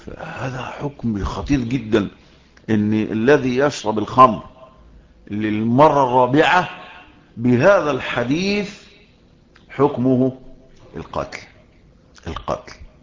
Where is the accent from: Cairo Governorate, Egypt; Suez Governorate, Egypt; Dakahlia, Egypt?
Cairo Governorate, Egypt; Shubra; مين، يقول لك القاهري، او يقال الشبراوي، لان انا من مواليد شبرا ومتربي في شبرا